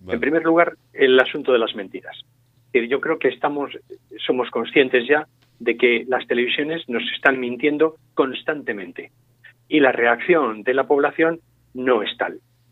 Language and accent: Spanish; Spain; Los primeros interesados en que España salga adelante somos los españoles